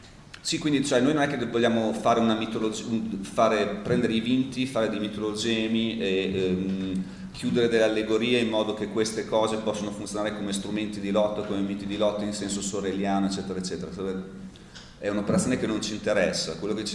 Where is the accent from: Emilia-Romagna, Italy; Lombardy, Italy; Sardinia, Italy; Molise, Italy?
Emilia-Romagna, Italy; Bologna; quindi siamo bolognesi, no?